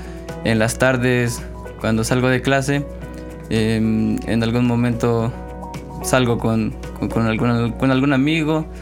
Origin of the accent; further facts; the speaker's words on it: Cardel, Veracruz, Mexico; now in Xalapa, Mexico; yo aquí en Xalapa soy foráneo, vengo de la ciudad de Cardel. Aquí vivo con otros dos compañeros con discapacidad visual.